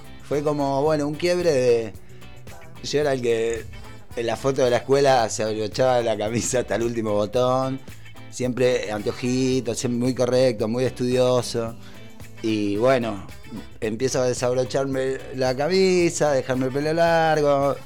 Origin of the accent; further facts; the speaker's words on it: Isidro Casanova, Buenos Aires Province, Argentina; also born or lived in Rafael Castillo; nací en el capital, en Parque Patricios. Después, bueno, la circunstancia de la vida, vivimos como... Solo vivíamos en el sur, en zona oeste. Rafael Castillo, primero que yo no me acuerdo porque era bebé, pequeño. Y después Isidro Casanova, ahí sí me acuerdo porque fue hasta los 8 o 9 años.